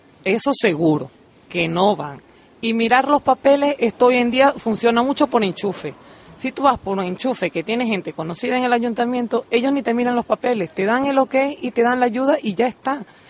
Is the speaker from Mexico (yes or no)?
no; Portugal; now in Canary Islands, Spain; Yo soy de Portugal.